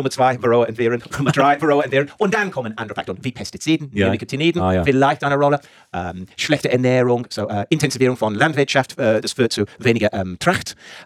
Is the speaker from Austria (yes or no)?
no; England, United Kingdom; German is a second language; now in Germany; Und ich komme aus England.